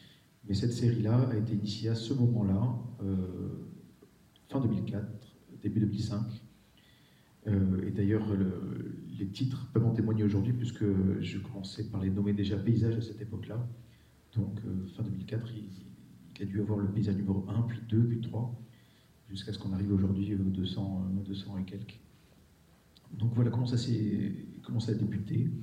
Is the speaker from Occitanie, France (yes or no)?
no; Marseille, Provence-Alpes-Côte d'Azur, France; born there; Moi je suis plutôt d'originaire du sud, c'est-à-dire que je suis né à Marseille, donc ce ne sont pas les mêmes latitudes, pas les mêmes climats, pas les mêmes lumières.